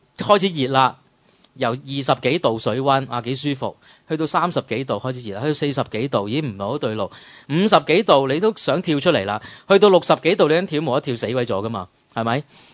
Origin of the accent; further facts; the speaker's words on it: Hong Kong; 同我哋香港人而家坐喺度睇緊嗰個咩普選特首啊